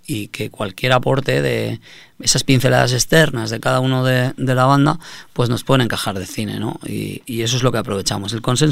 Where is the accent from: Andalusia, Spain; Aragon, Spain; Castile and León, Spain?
Aragon, Spain; Teruel; soy de Teruel, tal, somos de Teruel